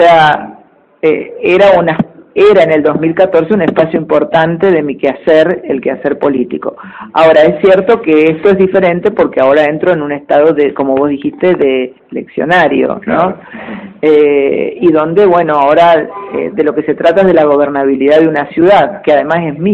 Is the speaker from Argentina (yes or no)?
yes; Argentina; yo soy esa persona de los años 70. Entonces, yo, como muchos argentinos